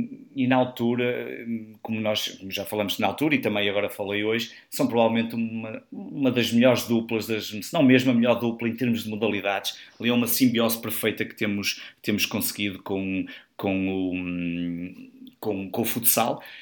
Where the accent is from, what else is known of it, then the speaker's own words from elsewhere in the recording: Porto, Portugal; principalmente a nós que somos aqui do Porto